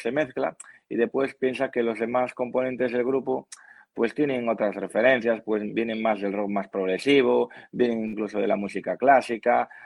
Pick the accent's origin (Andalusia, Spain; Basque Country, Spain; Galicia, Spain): Galicia, Spain; A Coruña; Nosotros somos de Galicia, somos de A Coruña, ¿vale?